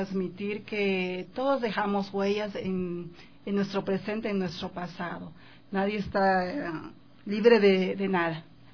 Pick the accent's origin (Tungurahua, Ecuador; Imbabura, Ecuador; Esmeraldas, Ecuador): Esmeraldas, Ecuador; de la marimba, que son las raíces de mi pueblo afroecuatoriano. Yo soy de Esmeraldas.